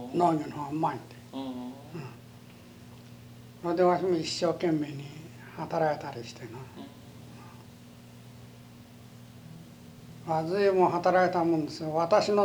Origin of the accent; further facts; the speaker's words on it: Mie, Japan; 三重県です。三重県はね、この木曽川の愛知県の県境でね、伊勢湾台風で一番ひどいやられたところです。